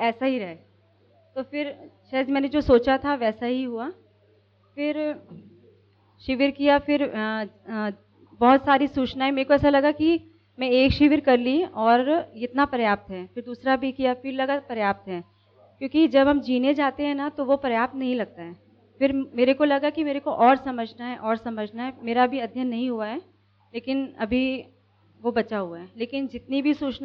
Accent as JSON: {"language": "Hindi", "town": "Allahabad", "region": "Uttar Pradesh", "country": "India", "said": "और मैं इलाहाबाद से हूँ।"}